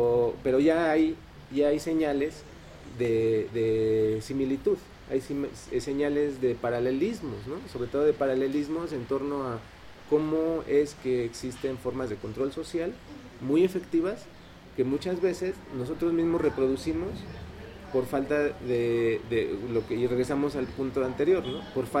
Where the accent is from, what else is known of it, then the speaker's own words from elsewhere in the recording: Mexico; now in Colombia; Estamos explorando nosotros como mexicanos, al menos yo aquí en este momento, en este aquí y ahora, que es mi estar en Colombia.